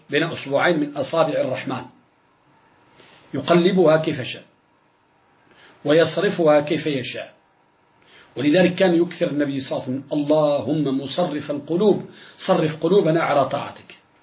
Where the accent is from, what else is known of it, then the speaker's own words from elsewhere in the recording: Morocco; كذلك عندنا في المغرب